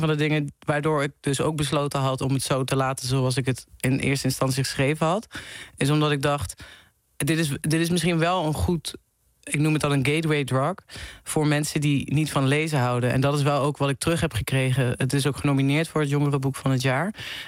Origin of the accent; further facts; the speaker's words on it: Venlo, Limburg, Netherlands; Ik had gezegd dat wij in Venlo, waar ik vandaan kom, naar een concert zouden gaan.